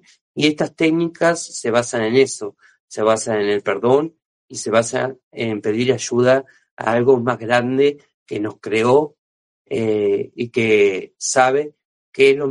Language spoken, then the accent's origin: Spanish; Uruguay; soy de aquí de Uruguay